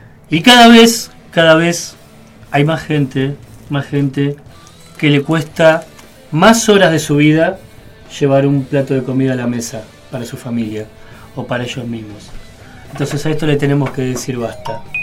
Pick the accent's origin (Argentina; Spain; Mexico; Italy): Argentina; Buenos Aires; como soy de Parque Patricios